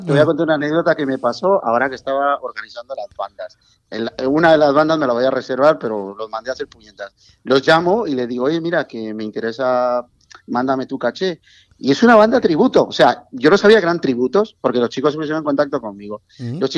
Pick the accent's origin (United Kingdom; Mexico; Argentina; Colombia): Mexico; now in Spain; yo soy mexicano, en realidad. Mexicano. Llevo aquí viviendo muchos años, llevo 41 años viviendo en España